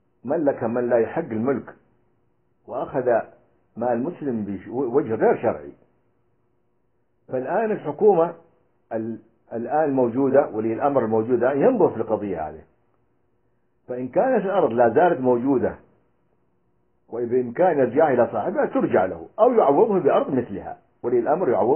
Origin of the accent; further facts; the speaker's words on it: Libya; فقام النظام السابق عندنا في ليبيا بالاستحواذ عليها